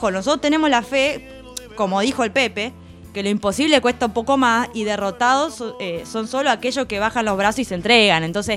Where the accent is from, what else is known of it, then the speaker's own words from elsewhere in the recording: Uruguay; somos pila uruguayos.